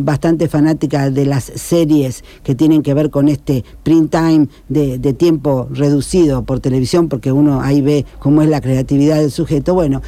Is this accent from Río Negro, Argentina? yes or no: no; Rosario, Santa Fe, Argentina; somos rosarinos y porteños, digamos, también tenemos una identidad.